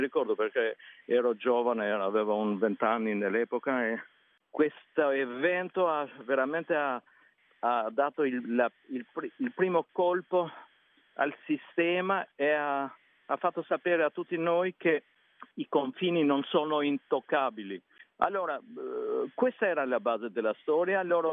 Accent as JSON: {"language": "Italian", "country": "Albania", "second_language": "Italian", "said": "Il mio paese è molto influenzato dalla cucina italiana e greca, più o meno anche balcanica, diciamo, a volte."}